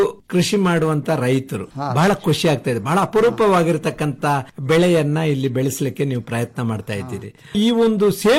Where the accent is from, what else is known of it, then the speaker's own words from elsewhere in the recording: Humnabad, Karnataka, India; ನಮ್ದು ಈ ಹುಮನಾಬಾದ್ ಬೀದರ್ ಈ ಭಾಗ ಎಲ್ಲ ಅಷ್ಟು ಚಳಿಯ ಪ್ರದೇಶ ಅಲ್ಲ, ಬಿಸಿಲಿನ ವಾತಾವರಣ ಇರ್ತದೆ.